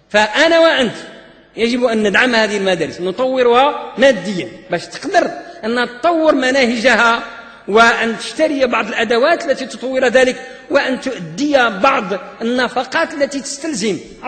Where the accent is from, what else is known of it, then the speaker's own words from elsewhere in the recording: Morocco; يعني مدارس التعليم العتيق اللي عندنا في المغرب عندها أزمة